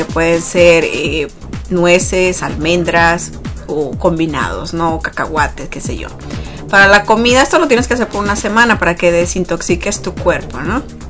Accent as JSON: {"language": "Spanish", "country": "Mexico", "said": "sobre todo los que somos mexicanos, que seguimos consumiendo"}